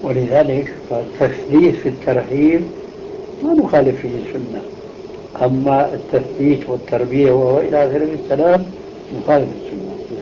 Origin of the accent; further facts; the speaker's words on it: Levant, Syria; كما يقول العامة عندنا في الشام